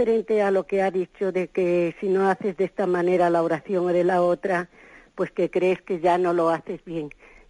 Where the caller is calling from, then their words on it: Madrid, Community of Madrid, Spain; de Madrid.